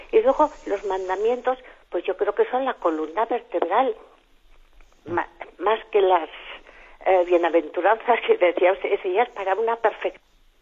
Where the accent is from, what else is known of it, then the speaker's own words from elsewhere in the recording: Pamplona, Navarre, Spain; de Pamplona